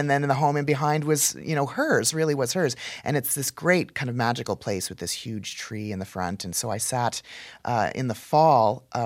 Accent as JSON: {"language": "English", "country": "Canada", "also_born_or_lived": "Texas, United States", "said": "But then when I moved from Texas, where I was studying, moved home to Canada."}